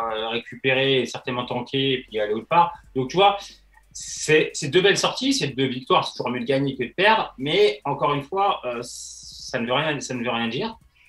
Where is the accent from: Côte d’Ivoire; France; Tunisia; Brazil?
France; Et il y a une question aussi qui peut fâcher en tant que Français